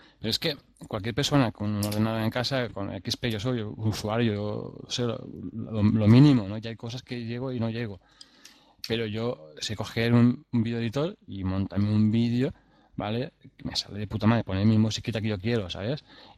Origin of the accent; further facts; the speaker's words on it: Caudete, Castilla-La Mancha, Spain; Mi pueblo es Caudete, o sea, pongo un vídeo que ponga Caudete